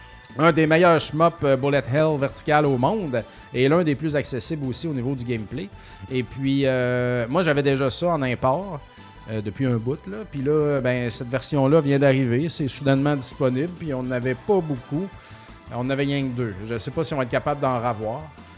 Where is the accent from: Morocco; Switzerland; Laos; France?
Laos; now in Brossard, Canada; J'habite à Brossard depuis 10 ans et je viens du Laos.